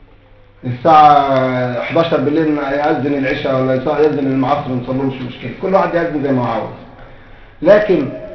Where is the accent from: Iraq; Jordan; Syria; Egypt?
Egypt; زي دكتور علي جمعه عندنا في مصر مرجعيه للمسلمين في مصر